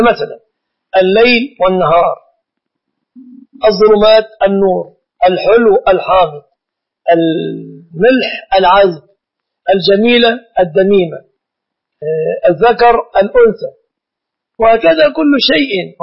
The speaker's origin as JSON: {"language": "Arabic", "country": "Egypt", "said": "فالناس درجوا في بلادنا مصر على أن يعلقوا الطلاق للتهديد"}